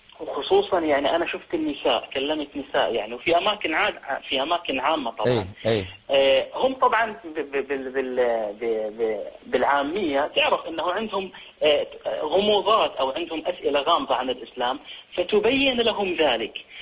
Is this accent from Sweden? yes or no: yes; Sweden; أنا من السويد